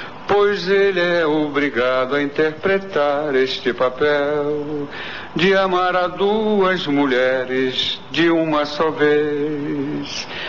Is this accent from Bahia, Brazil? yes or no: yes; Ilhéus, Bahia, Brazil; e nós fomos criados lá praticamente em Ilhéus